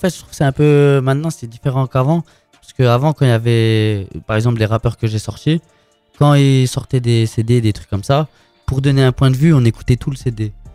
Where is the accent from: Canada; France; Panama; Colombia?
Colombia; Non, mais c'est pas parce que je viens de Colombie que je vais finir ma vie en Colombie.